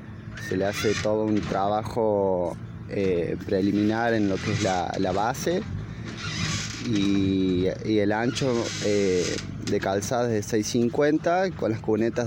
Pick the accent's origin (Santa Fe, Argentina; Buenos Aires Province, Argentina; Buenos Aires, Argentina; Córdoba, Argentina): Córdoba, Argentina; Villa Dolores; La mayoría de los chicos somos de Villa Dolores, somos todos de acá de Tras la Sierra.